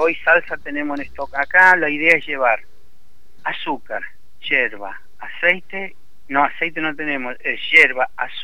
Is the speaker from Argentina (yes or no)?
yes; Argentina; Es todo, somos argentinos.